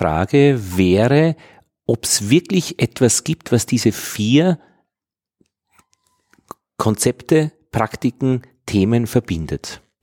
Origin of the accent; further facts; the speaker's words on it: Austria; dann könnte ich dem sagen als Österreicher